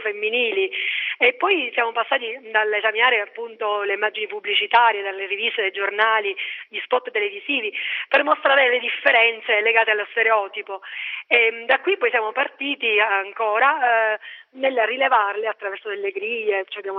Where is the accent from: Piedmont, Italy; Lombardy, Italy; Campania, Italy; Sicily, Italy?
Sicily, Italy; Castelvetrano; io insegno in un liceo delle scienze umane nel mio paese, Castelvetrano